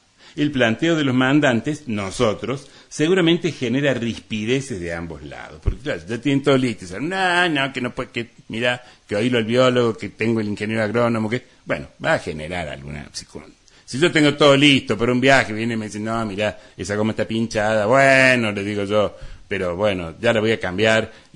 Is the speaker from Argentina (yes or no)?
yes; Córdoba, Argentina; Es decir, todos somos vecinos, todos somos argentinos, cordobeses, de Punilla.